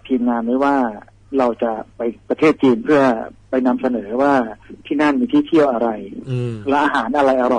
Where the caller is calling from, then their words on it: Phuket, Thailand; ภูเก็ตครับอยู่ที่บ้านที่อยู่ภูเก็ตครับ